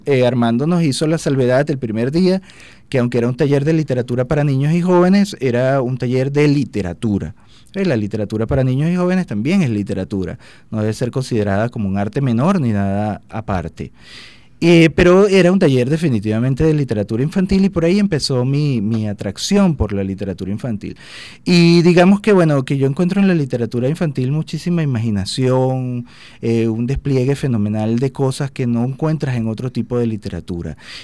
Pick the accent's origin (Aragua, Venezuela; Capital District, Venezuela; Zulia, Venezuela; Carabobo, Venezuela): Carabobo, Venezuela; Puerto Cabello; Yo soy de Puerto Cabello y mi papá es de Caracas, era de Caracas, que en paz descanse, y siempre nos traía acá a Caracas